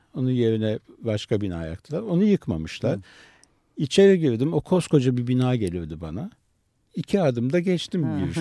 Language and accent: Turkish; Istanbul, Turkey; born there; Ben İstanbul'da doğdum.